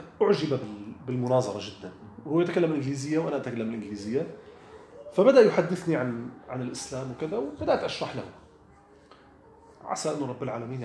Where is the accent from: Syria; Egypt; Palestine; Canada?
Syria; قلت له نحن في عندنا في سوريا